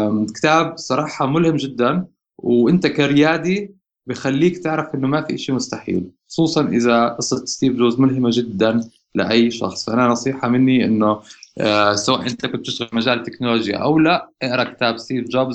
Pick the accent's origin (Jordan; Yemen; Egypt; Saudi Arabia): Jordan; يعني أنا بعرف الشباب ما شاء الله عندنا بالأردن مخهم نظيف